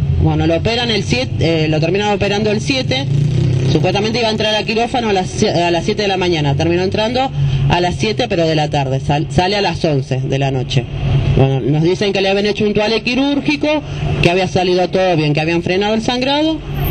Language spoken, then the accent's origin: Spanish; José C. Paz, Buenos Aires Province, Argentina; porque nosotros somos de José C. Paz.